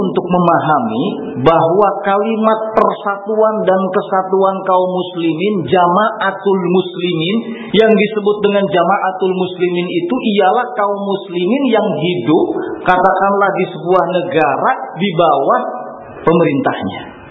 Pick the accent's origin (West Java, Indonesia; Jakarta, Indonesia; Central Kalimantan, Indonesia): West Java, Indonesia; Saya orang Sunda jadi tidak begitu paham bahasa Jawa